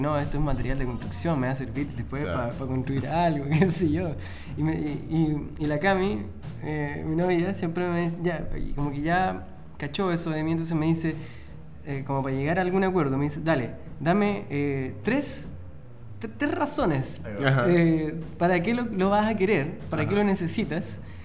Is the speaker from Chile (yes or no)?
yes; Rancagua, O'Higgins, Chile; De hecho, ahora me acordé en Rancagua, en mi ciudad natal